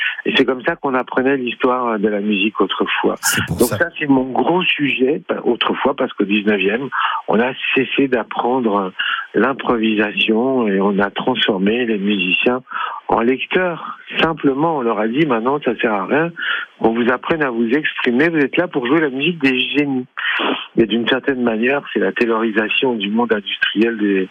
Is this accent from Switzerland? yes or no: no; Lyon, Auvergne-Rhône-Alpes, France; J'allais au Hot Club de Lyon parce que je suis lyonnais.